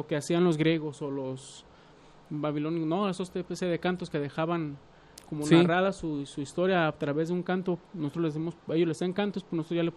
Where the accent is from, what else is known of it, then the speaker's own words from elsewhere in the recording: Guadalajara, Jalisco, Mexico; Pues así somos los tapatíos.